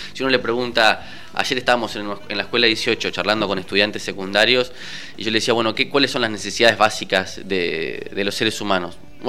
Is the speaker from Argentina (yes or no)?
yes; Argentina; en un país como nuestro, Argentina